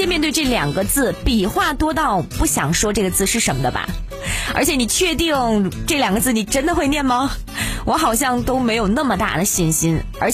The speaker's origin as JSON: {"language": "Chinese", "country": "China", "said": "作为一个中国人太不应该了"}